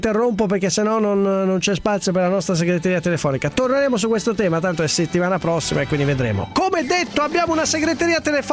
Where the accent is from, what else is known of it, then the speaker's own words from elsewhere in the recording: Milan, Lombardy, Italy; Lo sappiamo, siamo di Milano.